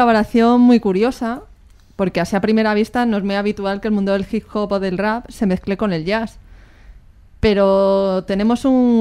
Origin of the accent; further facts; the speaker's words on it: Madrid, Community of Madrid, Spain; Yo por referencia, que soy de Moratalaz.